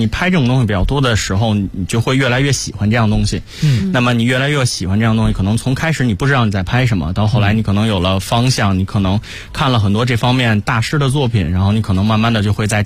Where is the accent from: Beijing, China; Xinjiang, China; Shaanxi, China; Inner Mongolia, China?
Beijing, China; 因为我也是一个北京人，然后周围有很多朋友也都是老北京人